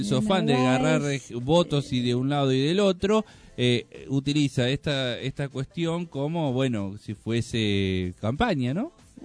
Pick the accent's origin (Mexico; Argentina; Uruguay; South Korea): Argentina; Yo soy argentino.